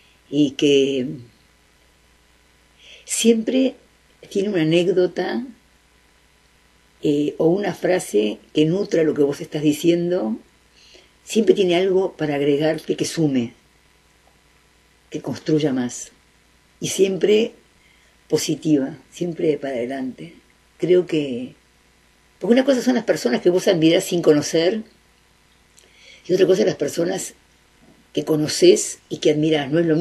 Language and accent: Spanish; Uruguay; Yo soy muy uruguaya. Me gusta vivir acá